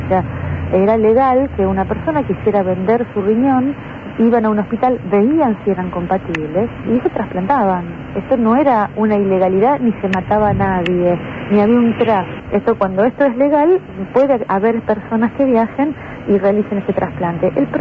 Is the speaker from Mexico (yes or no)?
no; Argentina; El problema es que como argentinos en este contexto social estamos perdiendo la credibilidad